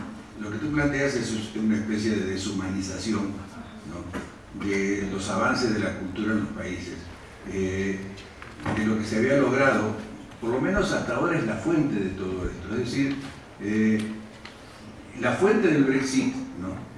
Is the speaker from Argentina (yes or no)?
yes; Argentina; o somos los argentinos.